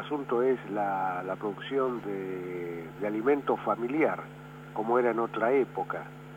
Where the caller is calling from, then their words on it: Barracas, Buenos Aires Province, Argentina; de Barracas.